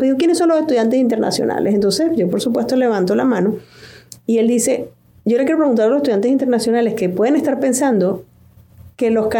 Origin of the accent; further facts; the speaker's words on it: Venezuela; Paola es colombiana y yo soy venezolana